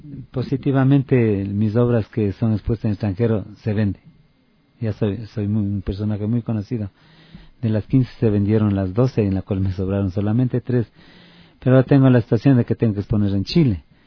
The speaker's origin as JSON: {"language": "Spanish", "town": "Otavalo", "region": "Imbabura", "country": "Ecuador", "said": "para ser acá en mi país y en mi tierra, Otavalo."}